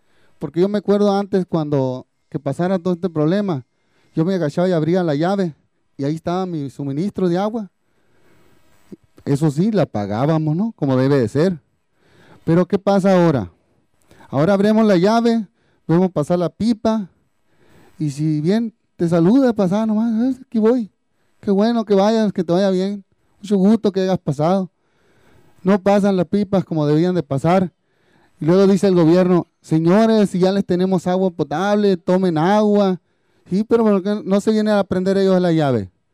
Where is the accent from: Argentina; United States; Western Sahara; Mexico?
Mexico; Rancho San Pedro, Sonora; vengo del Rancho San Pedro.